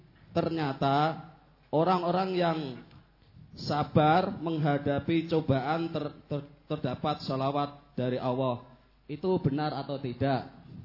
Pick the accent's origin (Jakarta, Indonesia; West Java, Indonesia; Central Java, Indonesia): Central Java, Indonesia; Purwodadi; Saya dari Pakis, Kradenan Purwodadi.